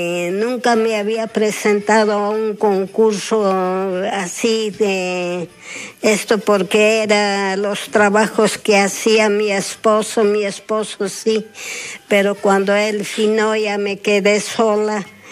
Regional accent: Ollantaytambo, Cusco, Peru; Sí, yo soy de allá, de Ollantaytambo, que yo nací allí.

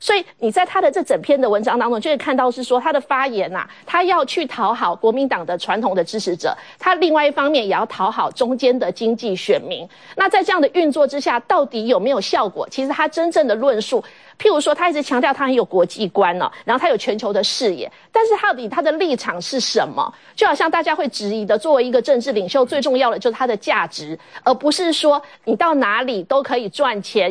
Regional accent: Hsinchu, Taiwan; 因为尤其是我来自新竹哦

